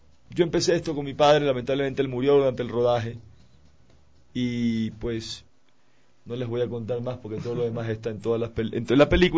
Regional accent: Ecuador; siendo todos ecuatorianos, tenemos que unirnos

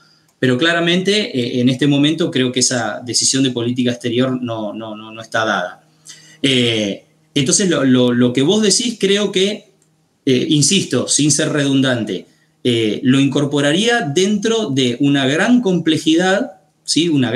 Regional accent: Argentina; sin pecar de mirar nuestro propio ombligo como Argentina, porque Argentina es un país periférico dentro del concierto mundial

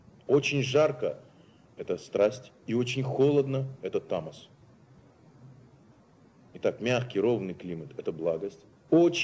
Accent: Siberia, Russia; хотя я сам сибиряк

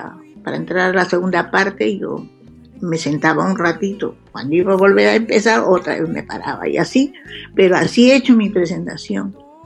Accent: Barranco, Lima, Peru; hay muchos cantantes y muchos escritores, poetas y todo, que han nacido en Barranco, mi ciudad natal

